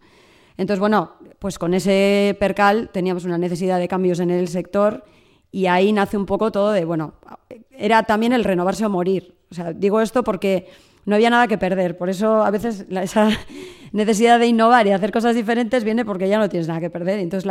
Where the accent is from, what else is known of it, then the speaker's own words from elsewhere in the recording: Ermua, Basque Country, Spain; yo soy de Ermua, en Vizcaya, y la apuesta ahora mismo de mi pueblo es cerrar